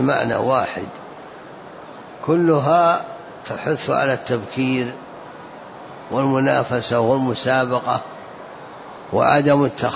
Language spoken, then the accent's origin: Arabic; Najd, Saudi Arabia; إلا في البلدان الأخرى عندنا في نجد